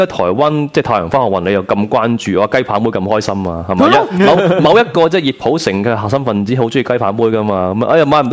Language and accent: Cantonese; Hong Kong; 其實呢全部咧都係土生土長，同我一樣係呢個香港人嚟嘅。